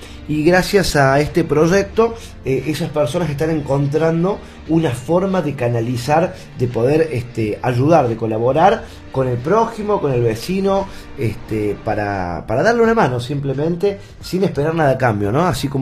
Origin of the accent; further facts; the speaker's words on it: Cosquín, Córdoba, Argentina; Yo soy nacido y criado acá en Cosquín.